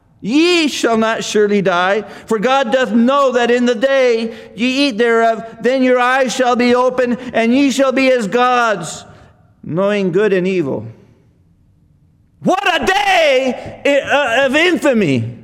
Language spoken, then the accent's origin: English; Texas, United States; But my focus is not really on Texas, even though I'm a Texan, you know.